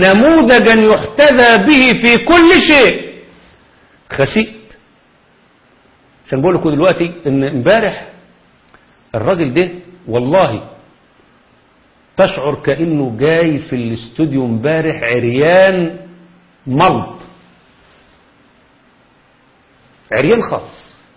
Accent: Egypt; في لجنة الخمسين عندنا في مصر

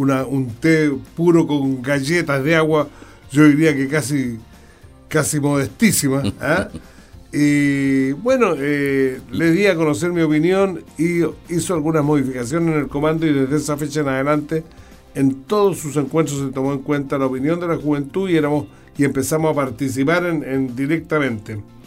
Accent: Santiago, Santiago Metropolitan, Chile; born there; Bueno, yo nací en Santiago ya hace varios lustros, por decirlo de alguna manera.

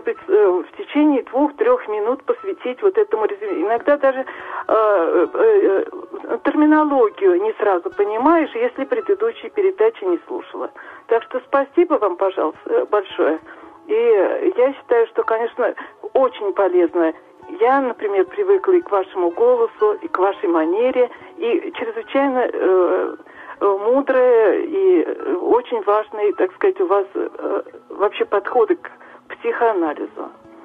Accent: Nizhny Novgorod, Nizhny Novgorod Oblast, Russia; Да, я из Нижнего Новгорода.

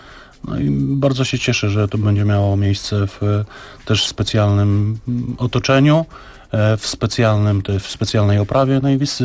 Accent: Białystok, Podlaskie Voivodeship, Poland; pochodzimy z Białegostoku i z Podlasia. No jest tam bardzo duża rzesza wyznawców prawosławia.

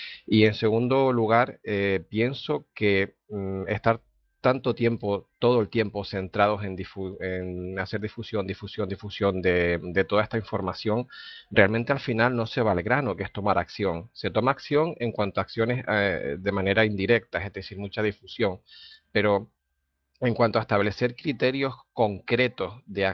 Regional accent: Las Palmas, Canary Islands, Spain; de Las Palmas

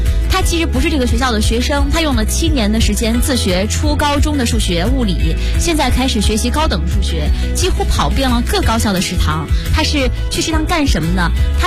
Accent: Shandong, China; 继续分享一个来自我家乡的消息，山东的一条消息

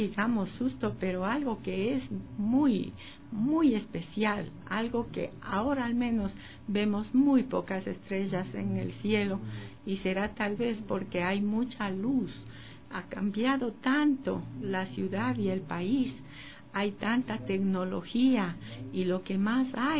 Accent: Ecuador; moved away as an adult; also born or lived in United States; Bueno, nací en el Ecuador, como ya saben la fecha en que nací, y viví aquí hasta los 23 años. Y luego fuimos a Estados Unidos con mi esposo y vivimos en Estados Unidos por mucho tiempo. He vuelto al Ecuador hace 9 años.

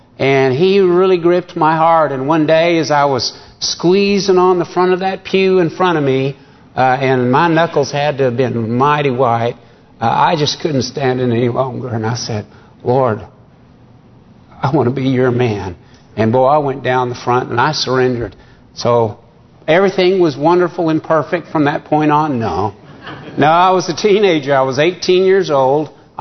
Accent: Rogers, Arkansas, United States; Well, I grew up in Rogers. I said I was out here. At the age of seven, Mom had remarried. And so we moved to Rogers.

